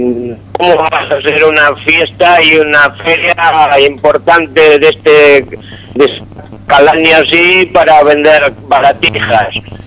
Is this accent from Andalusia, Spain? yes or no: no; Galicia, Spain; now in Argentina; Y bueno, yo soy gallego y tenemos a los vascos, a los catalanes, a los valencianos y todo eso.